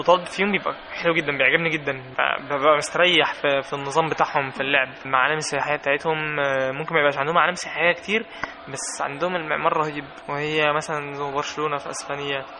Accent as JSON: {"language": "Arabic", "country": "Egypt", "said": "ما عندهمش نسبة التلوث اللي عندنا في مصر بصراحة"}